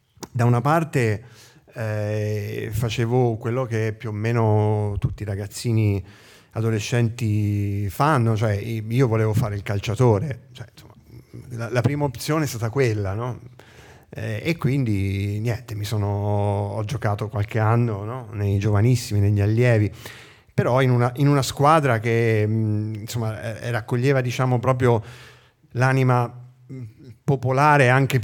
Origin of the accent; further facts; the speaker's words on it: Viareggio, Tuscany, Italy; io vengo da Viareggio, sulla costa toscana. Posto di villeggiatura che conserva proprio nel pieno, nel cuore della città una grande pineta. Il cuore della nostra città è per fortuna un cuore verde, che è stato salvato da qualsiasi speculazione.